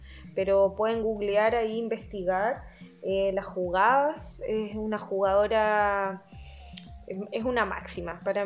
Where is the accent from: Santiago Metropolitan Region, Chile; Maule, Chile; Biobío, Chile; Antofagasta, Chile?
Santiago Metropolitan Region, Chile; Santiago; Acá la gente santiaguina, bueno, yo soy santiaguina.